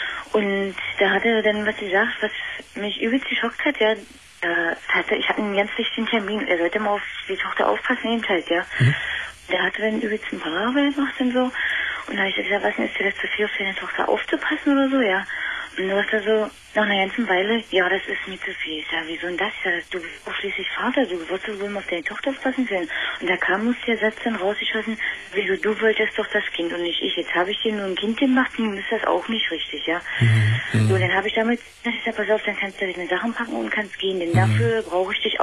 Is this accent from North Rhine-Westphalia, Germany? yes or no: no; Magdeburg, Saxony-Anhalt, Germany; Nee. Ich komme aus Magdeburg.